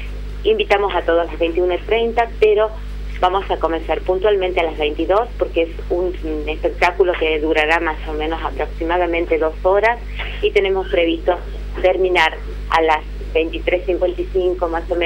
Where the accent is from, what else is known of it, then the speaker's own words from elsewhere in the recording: La Rioja, Argentina; Creo que hay muchos momentos muy reflexivos para nosotros como argentinos y como riojanos.